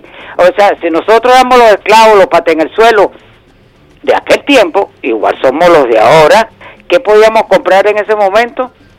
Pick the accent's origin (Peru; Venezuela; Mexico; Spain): Venezuela; Digo nosotros como pueblo, digo nosotros como venezolanos, digo nosotros como el país entero